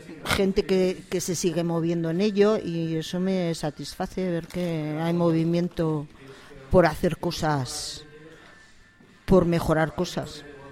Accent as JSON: {"language": "Spanish", "town": "Burgos", "region": "Castile and León", "country": "Spain", "said": "me presento como … que soy de Burgos, no de Gamonal, pero sí de Burgos"}